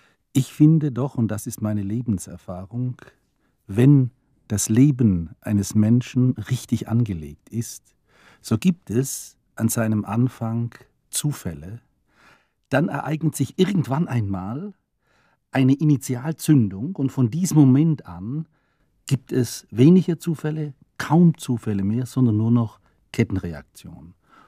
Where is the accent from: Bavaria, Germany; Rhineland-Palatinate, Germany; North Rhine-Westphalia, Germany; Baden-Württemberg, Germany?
Baden-Württemberg, Germany; Ulm; auf diesem Wege kam ich in meiner Heimatstadt Ulm an einen Verlag